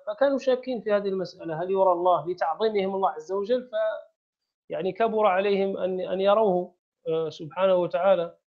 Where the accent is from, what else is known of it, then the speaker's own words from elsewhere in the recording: Morocco; احنا في المغرب مثلا، عندنا في المغرب ذهبت إلى بعض القرى